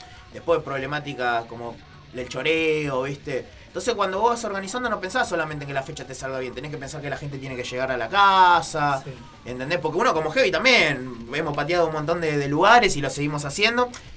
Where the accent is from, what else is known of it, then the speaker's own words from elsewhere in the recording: Moreno, Buenos Aires Province, Argentina; como yo soy de Moreno, por una cuestión de facilidad